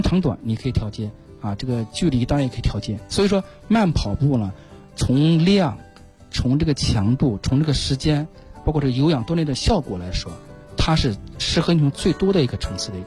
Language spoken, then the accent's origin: Chinese; China; 我们中国人